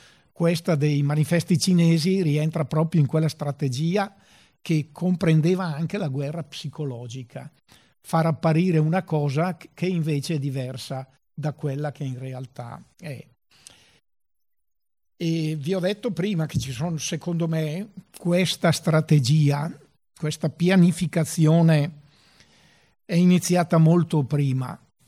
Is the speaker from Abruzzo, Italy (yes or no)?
no; Brescia, Lombardy, Italy; Io sono bresciano, come avrete capito